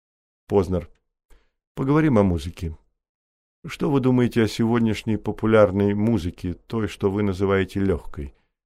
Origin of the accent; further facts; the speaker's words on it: United States; Я вырос в Америке и с раннего детства очень любил джаз. То были 40-е годы